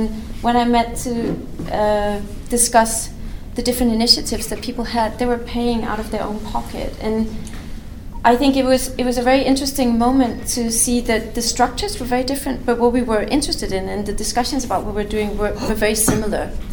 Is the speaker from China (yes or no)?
no; Denmark; moved away as an adult; now in Istanbul, Turkey; You know, I grew up in Denmark, and I've primarily been working in a Nordic context.